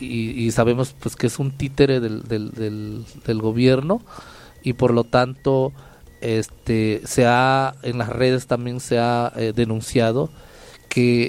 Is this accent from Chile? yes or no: no; San Dionisio del Mar, Oaxaca, Mexico; hablo por San Dionisio, porque vengo de San Dionisio